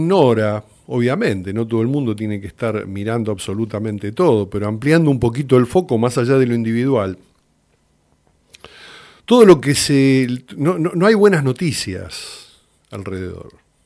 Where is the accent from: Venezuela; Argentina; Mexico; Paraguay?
Argentina; percibo que somos un colectivo argentino, un grupo humano con una identidad